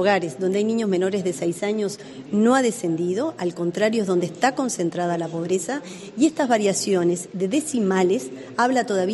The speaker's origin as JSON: {"language": "Spanish", "country": "Uruguay", "said": "no es una cifra que como uruguayos nos debe decir que realmente vamos en el camino correcto."}